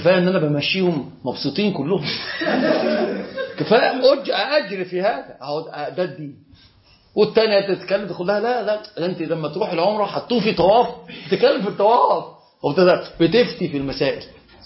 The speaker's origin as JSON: {"language": "Arabic", "country": "Egypt", "said": "هنا بقى عندنا في مصر"}